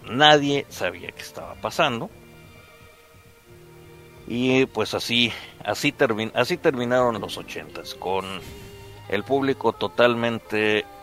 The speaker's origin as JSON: {"language": "Spanish", "country": "Mexico", "said": "la primera cosa que uno aprende como otaku mexicano"}